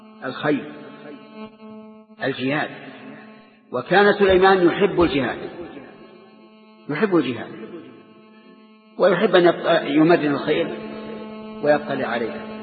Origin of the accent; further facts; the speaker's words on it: Saudi Arabia; نجد أن بلادنا السعودية مغزوة من كل جانب